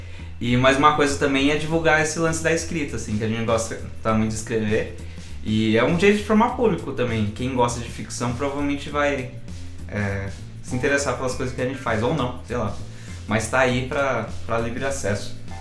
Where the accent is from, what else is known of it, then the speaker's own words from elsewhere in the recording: Jundiaí, São Paulo, Brazil; Nós dois somos de Jundiaí, né?